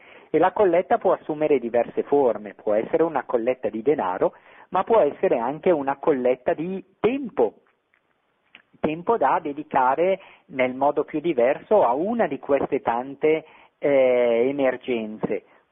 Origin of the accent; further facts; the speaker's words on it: Lombardy, Italy; Io sono originario della Bergamasca.